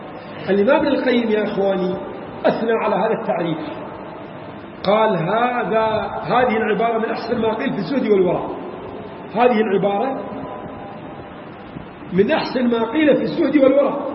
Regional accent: Iraq; عندنا في العراق

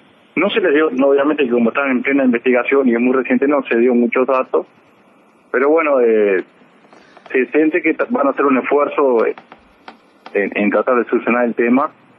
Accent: Pando, Canelones, Uruguay; Yo lo conozco de chico, porque como me crié en Pando

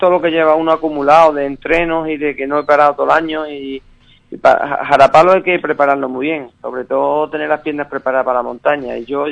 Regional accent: Andalusia, Spain; Nos resta como andaluz, pero, o sea, yo he quedado sexto de Andalucía

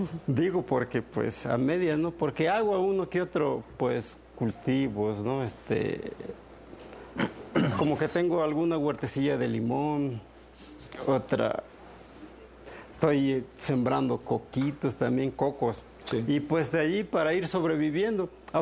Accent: Mexico; pues yo soy de la costa, soy más mexicano, me siento así como que orgullosamente mexicano.

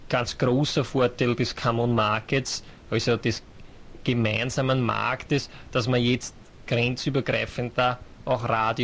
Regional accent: South East England, United Kingdom; German is a second language; Ich komme aus England, um genauer zu sein, aus Sussex, das ist in Südengland.

